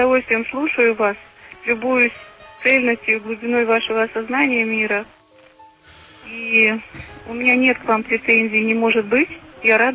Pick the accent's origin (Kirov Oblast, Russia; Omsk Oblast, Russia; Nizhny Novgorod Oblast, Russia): Nizhny Novgorod Oblast, Russia; Nizhny Novgorod; Я из Нижнего Новгорода.